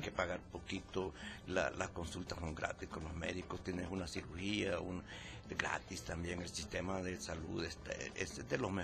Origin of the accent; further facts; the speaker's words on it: Jucuapa, Usulután, El Salvador; Me descubrió en Jucuapa, yo soy de Jucuapa.